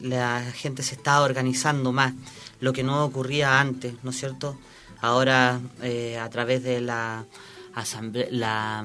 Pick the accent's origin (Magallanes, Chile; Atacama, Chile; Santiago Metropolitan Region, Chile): Atacama, Chile; La Vega; Yo soy de La Vega, eso está más... aproximadamente como a 4 kilómetros de la cabecera comunal, Alto El Carmen, la comuna, ¿no es cierto? Y bueno, es un valle transversal, el último valle que más o menos corta el desierto